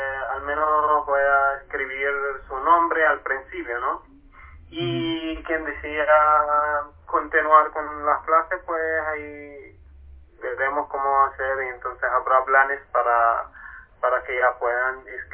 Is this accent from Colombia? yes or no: no; Palestine; Spanish is a second language; now in Chile; vengo de Palestina y yo estudié medicina en Cuba. Por eso tengo mi español, no llevo mucho tiempo aquí en Chile, llevo apenas 4 meses nada más.